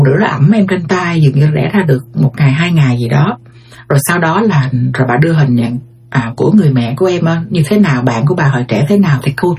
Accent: United States; Thì rồi đi sang đây thì em lớn lên ở Mỹ, năm đó em đi là em nhớ là em khoảng 6-7 tuổi gì đó.

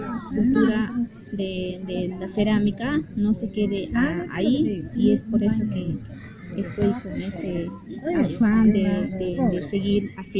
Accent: Peru; Vengo de Perú, cultura chipibo conigo.

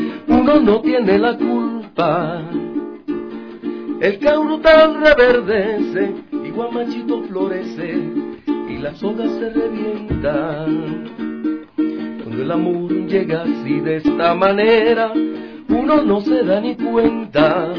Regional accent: Suata, Aragua, Venezuela; mi pueblo Suata, pueblito pequeño ya del estado de Aragua, donde me crié.

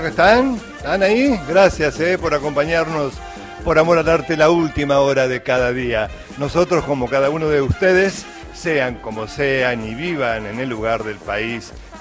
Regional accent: Carlos Tejedor, Buenos Aires Province, Argentina; now in América, Argentina; Somos oriundos de Carlos Tejedor, pero América nos adoptó.

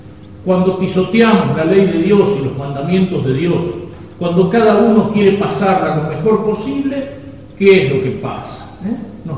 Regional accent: Argentina; entonces podremos un día reencontrarnos como argentinos.

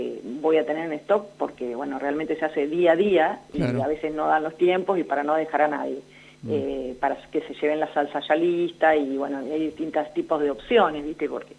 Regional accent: Winifreda, La Pampa, Argentina; voy a Santa Rosa y tengo conocidos que les llevo pastas, y voy a Winifreda, a mi pueblo, y también llevo

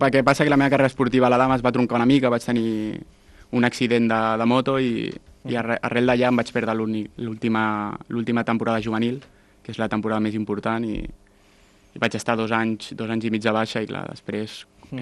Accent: Sant Joan Despí, Catalonia, Spain; also born or lived in Esplugues de Llobregat; No, vaig néixer a Esplugues perquè és on està l'Hospital de Sant Joan de Déu, però des de sempre he viscut a Sant Joan Despí.

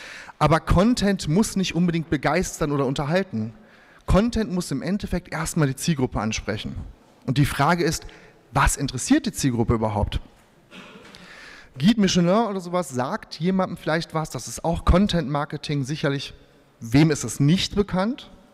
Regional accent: Bielefeld, North Rhine-Westphalia, Germany; born there; Und ich bin halt ein gebürtiger Westfale. Das heißt, Westfalen sind, ich habe das vor kurzem mal in so einer Präsentation reingeschrieben, grundkonservativ, solide, Stück weit langweilig und bodenständig, weil in Bielefeld haben wir nicht viel, was uns ablenkt.

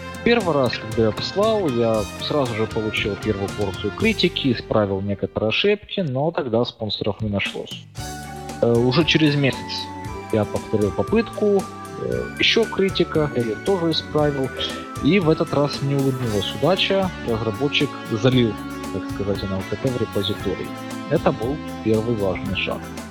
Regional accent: Eastern Ukraine, Ukraine; now in Finland; Большую жизнь я провел, как правильно было замечено, в Восточной Украине и не исследовал свой акцент, но, наверное, да, что-то в нем это выдает. А в данный момент, тем не менее, я нахожусь в Финляндии, работаю, проживаю.

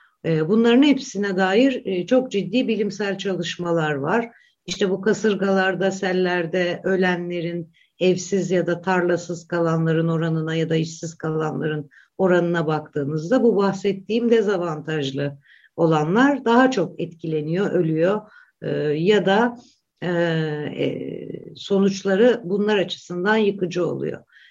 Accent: Black Sea Region, Turkey; Örneğin ben Karadenizliyim.

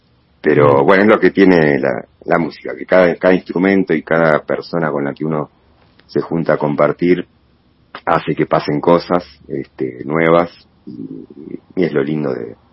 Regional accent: Bernal, Buenos Aires Province, Argentina; soy originario de Bernal. Después viví 15 años en Boedo, en Capital. Y hace ya unos años, ya casi 8 años creo ya, por suerte pude volver para estos lados, que es un poco más mi aire, mi hábitat, en Don Bosco

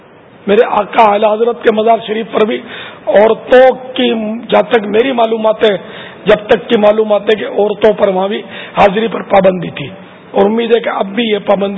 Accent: Etawah, Uttar Pradesh, India; اٹاوا کا رہنے والا ہوں.

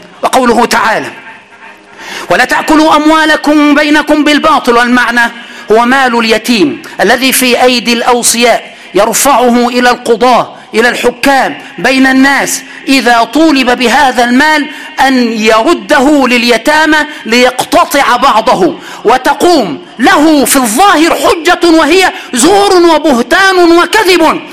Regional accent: Aswan, Aswan Governorate, Egypt; عند أهل الصعيد، وأنا من أسوان وصعيدي

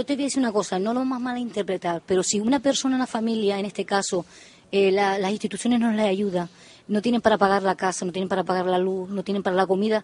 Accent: Canary Islands, Spain; porque yo soy canario también.

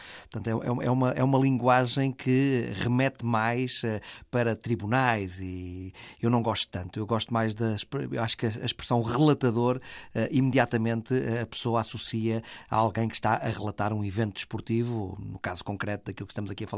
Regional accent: Vila do Conde, Porto, Portugal; em Vila do Conde, que eu sou de Vila do Conde

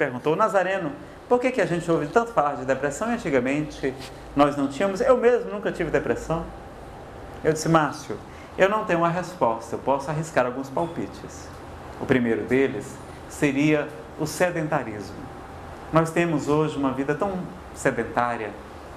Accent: Ceará, Brazil; e eu sou cearense, cearense é bicho enxerido, né?

